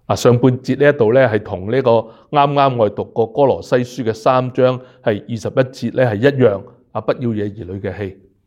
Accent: Hong Kong; now in Canada; 我们由香港来的香港来到加拿大的，

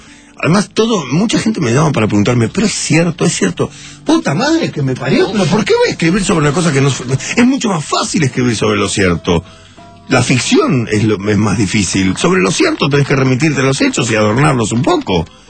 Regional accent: Uruguay; now in Argentina; mucha gente me dice, sos uruguayo, ¿por qué no te volvés a tu país? No pienso volverme a mi país, y además, mi padre era argentino

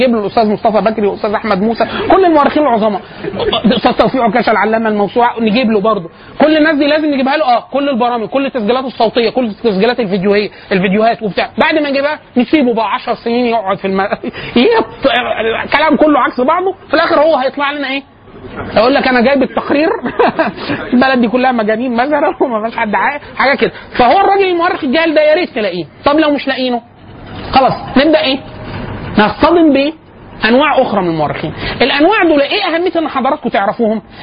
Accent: Egypt; قال لي انت منين؟ فقلت له انا من مصر

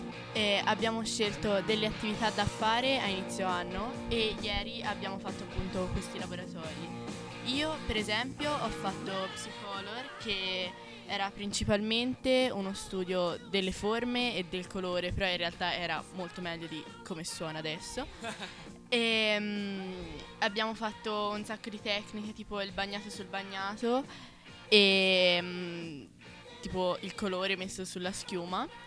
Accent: Pistoia, Tuscany, Italy; vengo da Pistoia

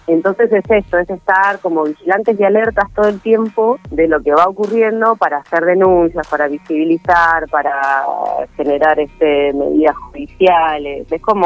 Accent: Arana, Buenos Aires, Argentina; yo soy de Arana

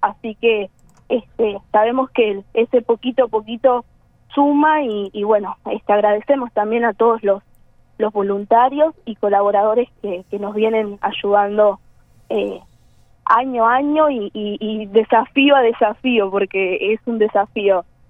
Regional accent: Maldonado, Uruguay; Mira, sí, somos todos de Maldonado

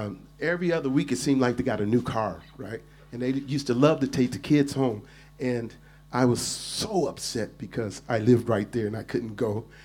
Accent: Detroit, Michigan, United States; So I'm going to take you to my hometown of Detroit, Michigan, where I actually grew up watching

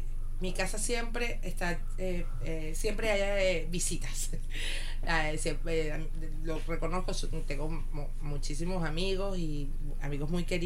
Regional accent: Venezuela; una serie que hizo en mi país, en Venezuela

